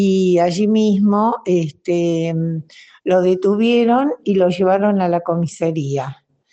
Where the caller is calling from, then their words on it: Rawson, Chubut, Argentina; de Rawson Chubut y quería comentarles que en el día de ayer